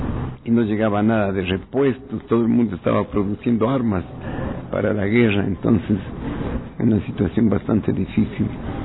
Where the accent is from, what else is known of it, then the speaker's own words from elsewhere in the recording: Quito, Pichincha, Ecuador; moved away; also born or lived in Guaranda; Yo nací en Guaranda y a los 8 años ya me mandaron a Quito. Así que crecí en Quito solo.